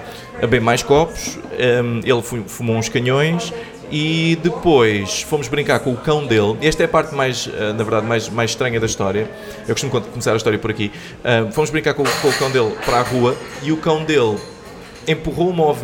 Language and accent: Portuguese; Portimão, Algarve, Portugal; now in Lisbon, Portugal; Sou de Portimão.